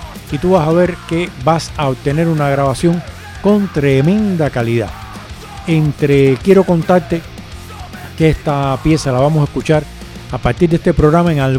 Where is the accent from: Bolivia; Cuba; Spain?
Cuba; ya sabes por la manera de hablar y porque yo lo digo muchas veces que soy cubano